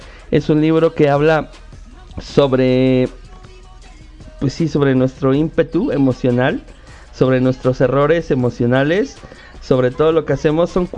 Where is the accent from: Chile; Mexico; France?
Mexico; a final del día somos mexicanos.